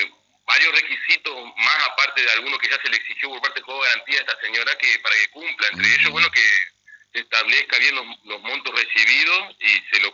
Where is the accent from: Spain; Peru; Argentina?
Argentina; Concordia, Entre Ríos; Que sí, diríamos que somos hijos de Concordia.